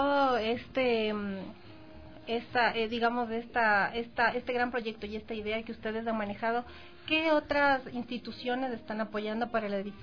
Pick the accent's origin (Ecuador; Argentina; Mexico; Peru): Ecuador; que sí nos preocupa a nosotros como ecuatorianos en general